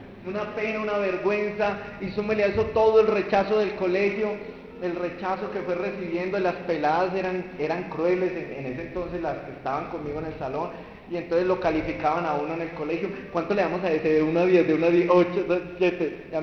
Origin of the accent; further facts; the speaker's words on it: Buga, Valle del Cauca, Colombia; born there; Nací en Bugavalle, en un hogar muy disfuncional.